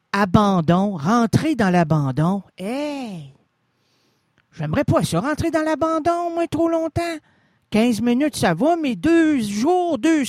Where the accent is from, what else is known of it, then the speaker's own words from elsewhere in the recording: Quebec, Canada; On n'est pas des Canadiens, on est des Québécois